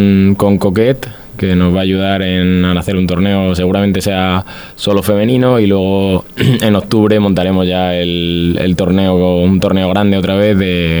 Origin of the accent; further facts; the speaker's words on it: Spain; esto como buen español, siempre después de hacer deporte hay que recuperar